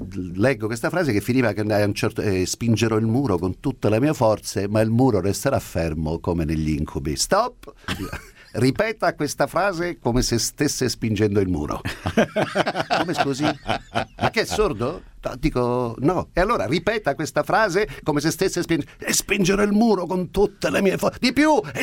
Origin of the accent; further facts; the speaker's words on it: Genoa, Liguria, Italy; non può essere, se Gemona, vengo da Genova.